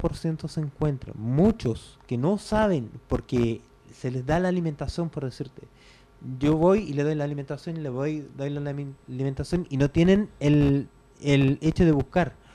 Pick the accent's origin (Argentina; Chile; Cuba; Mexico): Chile; porque de mi forma como chileno, te digo, estás despedido